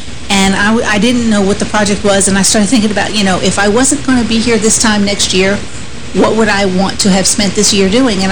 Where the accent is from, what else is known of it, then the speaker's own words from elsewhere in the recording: Northeast, United States; now in Hendersonville, United States; I come from the Northeast. I had to move over 800 miles to here, to Hendersonville, to be in this ministry for God to heal me.